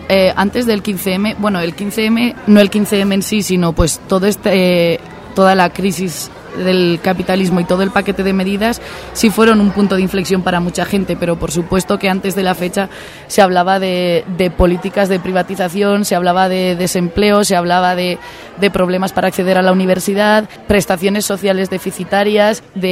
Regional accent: Spain; poderles transmitir un poco de lo que ha pasado y está pasando por ahí, por mi tierra. Pues ahora mismo la sociedad española es una sociedad que está muy, muy convulsionada

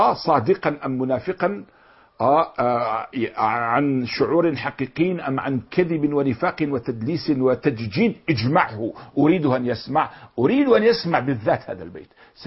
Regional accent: Jordan; ولا جبل رضوى من جبل إبل الأدهم عندنا في الأردن

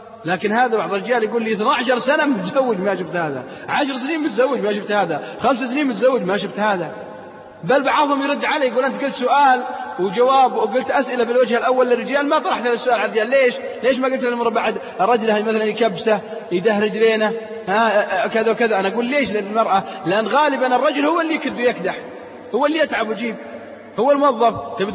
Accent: Saudi Arabia; ليس في بلادنا السعودية

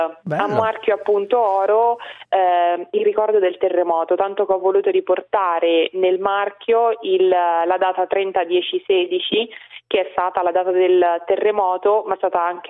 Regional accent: Norcia, Umbria, Italy; Quando stavo a San Benedetto del Tronto, allora sentivo molta nostalgia, ma soprattutto vivevo quasi un senso di colpa, perché avevo i miei genitori che erano a Norcia, tutti i miei amici che erano rimasti qua

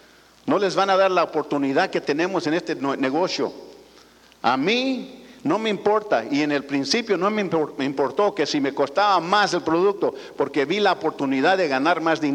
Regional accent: Nebraska, United States; born there; Yo nací en Nebraska, en medio del Betabel, ahí en el Betabel, en la Pisca.

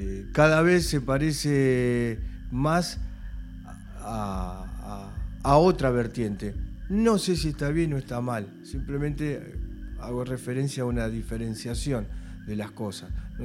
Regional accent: Berisso, Buenos Aires Province, Argentina; born there; sí, nacimos en Berisso, pero hay que ver cuál fue realmente la concepción

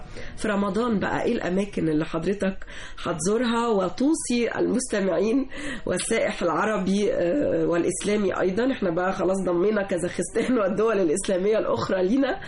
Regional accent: Egypt; هي جزء من حضارتنا نحن كمصريين

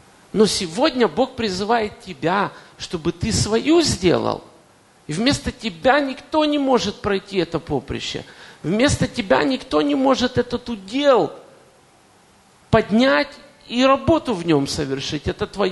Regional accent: Kyiv, Ukraine; несмотря на то, что я коренной киевлянин, там родился и вырос

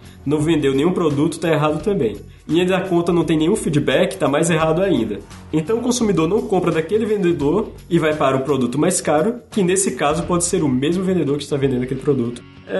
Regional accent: Northeast Region, Brazil; Inércia, vou falar, fazer que nem nordestino que eu sou.

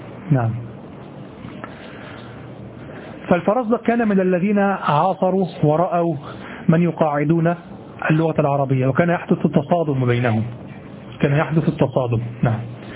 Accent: Egypt; accent: Egyptian; وبضم الحاء في لهجتنا المصرية يكون صوتها مهينا جدا

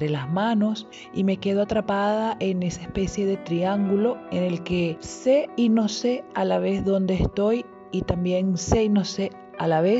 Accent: Venezuela; No sé bien si estoy en mi pueblo, en Venezuela.

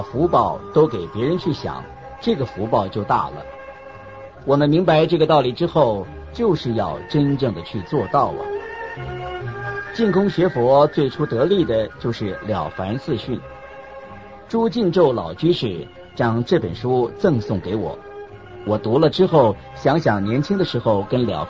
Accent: China; 我们中国人说舍得

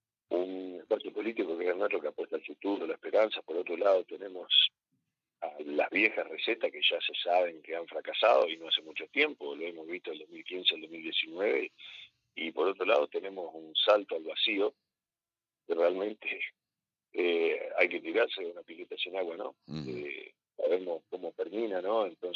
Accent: Concordia, Entre Ríos, Argentina; muchos concordienses que nacimos, nos criamos y vivimos en la zona sur de Concordia, como fue en mi caso, ¿no? Yo nací en San Luis 241, ahí a dos cuadras del Club Sarmiento y a cuatro cuadras del Tiro Federal.

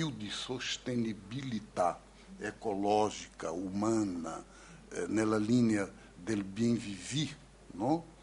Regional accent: Recife, Pernambuco, Brazil; Italian is a second language; almeno io non sono di São Paulo, sono di Recife

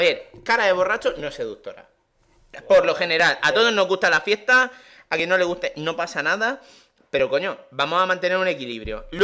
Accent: Region of Murcia, Spain; yo soy muy murciano

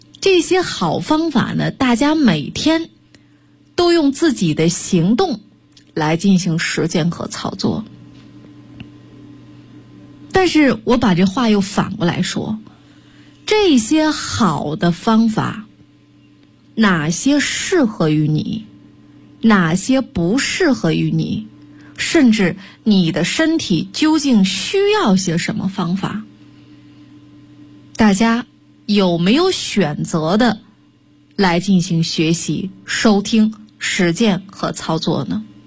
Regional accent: Northeast China, China; 就是我们东北话来说是这个黑瞎子掰苞米一样

